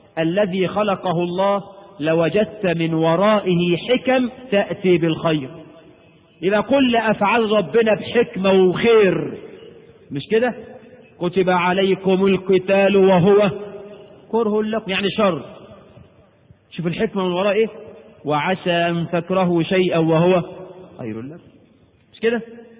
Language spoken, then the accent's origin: Arabic; Egypt; وانا مصري مش هندي ولا حاجة، انا من حواري مصر.